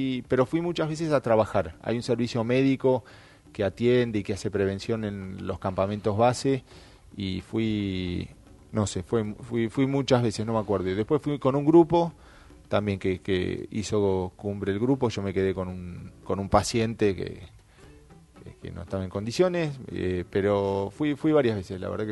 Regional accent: Bariloche, Río Negro, Argentina; also born or lived in Buenos Aires; yo nací en Buenos Aires, mis papás se fueron cuando yo tenía 4 años para la Patagonia, terminamos en Bariloche, pero somos 7 hermanos

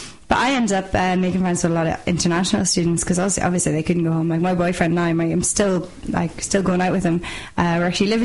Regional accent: Belfast, Northern Ireland, United Kingdom; I'm from Belfast, and northerners tend to stay up north or else they go to England, so very few actually come down to Dublin.

